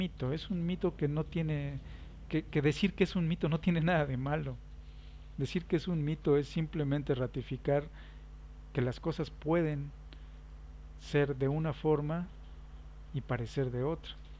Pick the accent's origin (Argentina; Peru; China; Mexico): Mexico; soy tan mexicano como todos ustedes y tengo el derecho de hablar de mi país